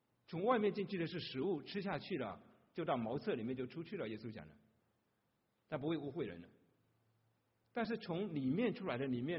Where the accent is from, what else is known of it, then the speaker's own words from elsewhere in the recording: Fuzhou, Fujian, China; accent: Fujian Mandarin; first language Fuzhounese; Chinese is a second language; 那就是我们福州人讲的普通话，我们的语言里面福州话没有佛这个音，所以我们只有挥来挥去，是飞来飞去的。